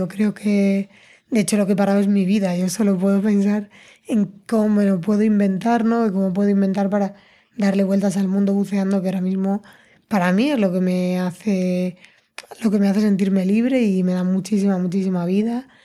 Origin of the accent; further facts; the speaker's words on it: Madrid, Community of Madrid, Spain; yo soy de Madrid, el mar me queda lejos